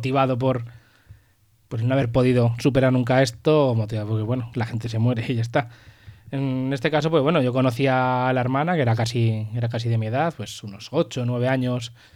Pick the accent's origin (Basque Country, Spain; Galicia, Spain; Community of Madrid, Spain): Community of Madrid, Spain; Pinto; Hablo del de un chico de mi pueblo, de Pinto